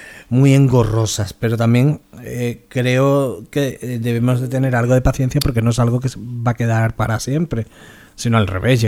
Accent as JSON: {"language": "Spanish", "country": "Spain", "said": "Nosotros somos españoles y funcionamos como tenemos que funcionar"}